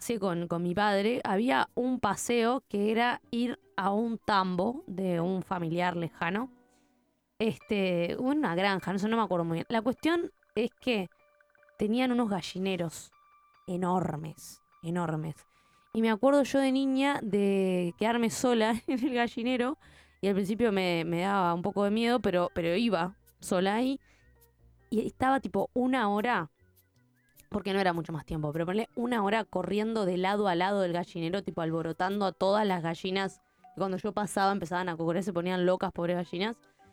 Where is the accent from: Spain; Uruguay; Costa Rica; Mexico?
Uruguay; Montevideo; Bueno, es para Montevideo. Capital. Yo soy capitalina, es del lugar que puedo hablar.